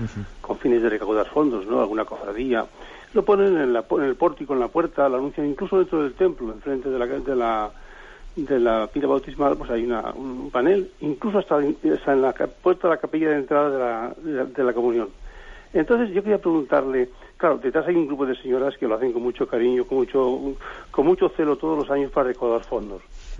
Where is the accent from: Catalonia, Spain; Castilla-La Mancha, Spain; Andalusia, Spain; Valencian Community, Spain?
Valencian Community, Spain; Alicante; de Alicante.